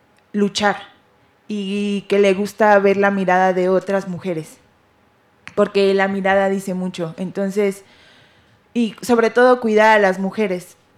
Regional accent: Mexico City, Mexico; Yo también soy una chilanga, como mis compañeras.

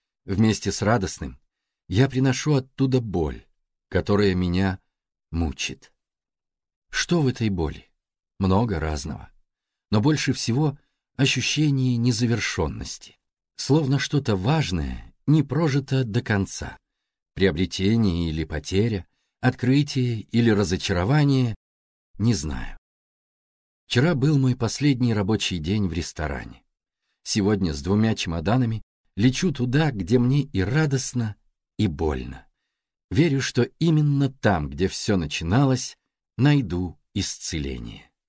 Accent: Baku, Azerbaijan; moved away as an adult; Мне 39 лет. Я родился и вырос в Баку, в ветреном южном городе, на берегу Каспийского моря. И уже 18 лет живу в северном городе, где нет моря.

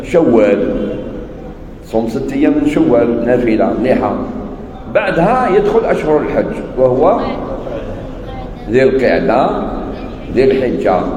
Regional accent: Algeria; احنا عندنا في الجزائر والمغرب تونس في الغالب كي نقولوا صلاة الفجر نقصدوا بها السنة

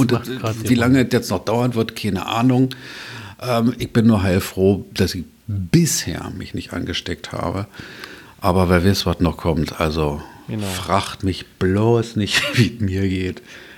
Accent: Berlin, Germany; Ich bin Berliner, ich brauche das.

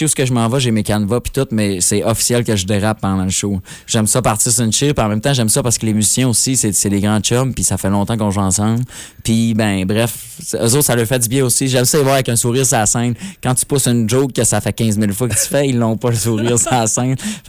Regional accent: Alma, Quebec, Canada; Donc je dis que je viens d'Alma.

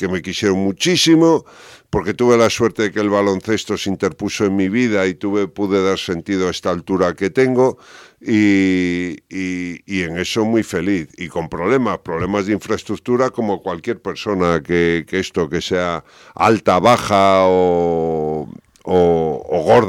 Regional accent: A Coruña, Galicia, Spain; En Coruña, yo soy de Coruña, soy gallego

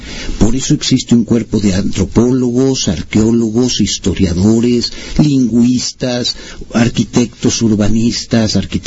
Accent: Mexico; Nosotros nos identificamos como mexicanos

